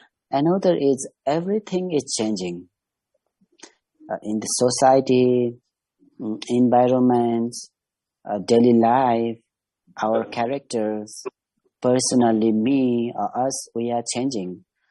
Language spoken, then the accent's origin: English; Kathmandu, Bagmati, Nepal; from Kathmandu, now from Himalaya.